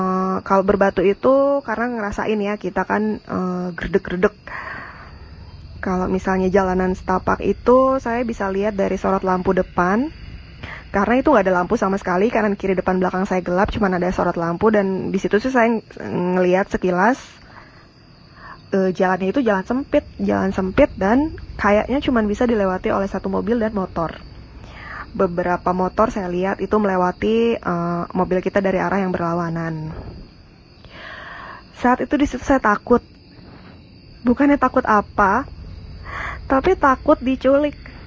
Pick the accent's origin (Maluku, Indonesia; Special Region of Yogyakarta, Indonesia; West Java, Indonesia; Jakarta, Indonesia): Jakarta, Indonesia; saya dari Jakarta.